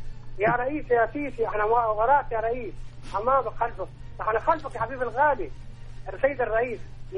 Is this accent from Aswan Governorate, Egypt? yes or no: yes; Aswan, Aswan Governorate, Egypt; انا من اسوان اهالي النوبه الشباب